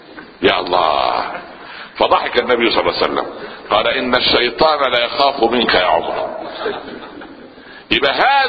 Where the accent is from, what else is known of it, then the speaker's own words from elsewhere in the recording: Upper Egypt, Egypt; في مثل عندنا في الصعيد